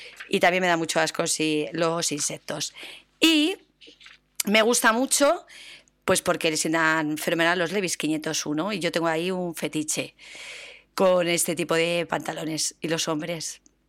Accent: Cuenca, Castilla-La Mancha, Spain; Así que estoy por invitarle a las fiestas de mi pueblo en Cuenca

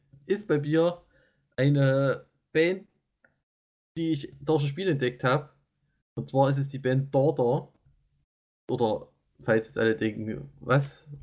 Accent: East Germany, Germany; das ist auch so ein Wort, das einfach zu schwer auszusprechen ist als Ostdeutscher

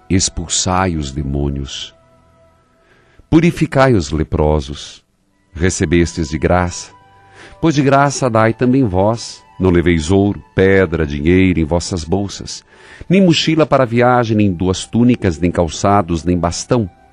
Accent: Paraíso do Norte, Paraná, Brazil; Nova Esperança, que fica perto ali de Maringá, perto da minha terra natal, Paraíso do Norte.

